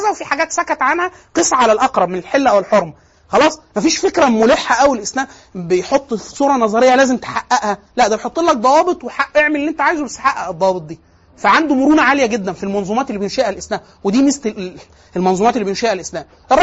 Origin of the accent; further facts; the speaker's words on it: Egypt; زي اللي عندنا في دمياط في مصر